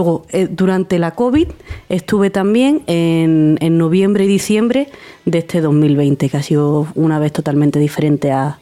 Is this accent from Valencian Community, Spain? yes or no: no; Seville, Andalusia, Spain; now in Granada, Spain; soy sevillana, aunque llevo ya en Granada 8 años, y soy médica de familia, que vine aquí a Granada para formarme.